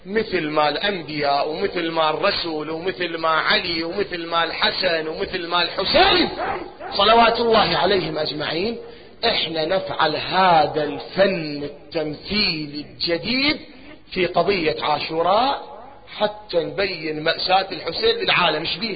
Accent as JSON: {"language": "Arabic", "country": "Iraq", "said": "قلت لك احنا عندنا بالعراق نار ويحملوها فد مشعل نار"}